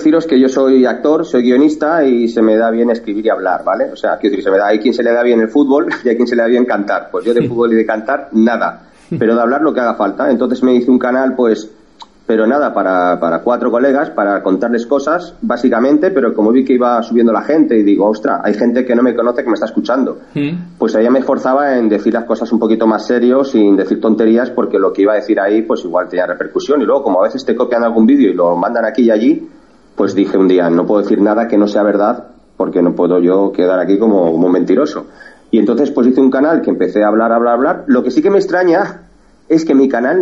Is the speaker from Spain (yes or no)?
yes; Spain; Yo soy un español de a pie